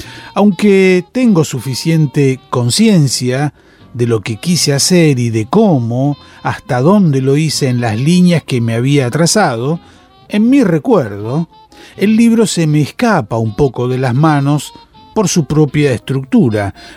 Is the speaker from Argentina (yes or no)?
yes; Argentina; moved away as an adult; now in Paris, France; cuando salí de Argentina para irme a vivir a París, a comienzos de la década de los 50